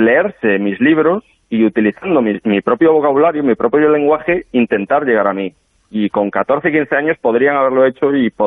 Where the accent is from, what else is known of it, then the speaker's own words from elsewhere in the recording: Galicia, Spain; yo, como sabéis, soy gallego y en Galicia la verdad es que no se caracteriza por una gran cantidad de estos grupos en las calles